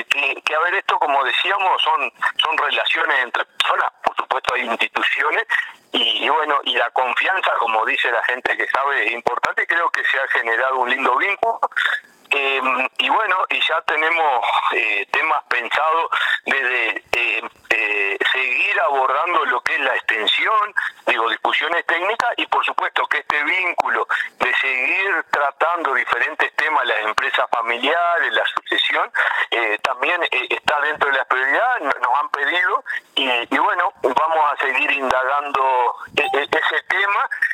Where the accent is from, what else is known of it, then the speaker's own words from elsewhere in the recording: Uruguay; nos llena de gratitud como uruguayo